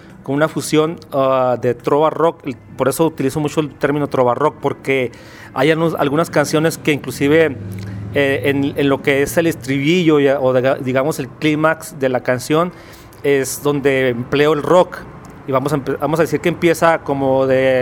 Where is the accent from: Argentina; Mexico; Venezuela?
Mexico; Ciudad Juárez, Chihuahua; Vengo de Ciudad Juárez y el proyecto que traigo yo es música de trova rock